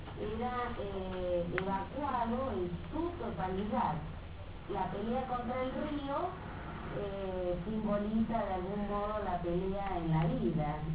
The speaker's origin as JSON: {"language": "Spanish", "country": "Chile", "tie": "born there", "said": "Yo nací en Chile. Nací el 26 de febrero, de 1940. Ya soy vieja."}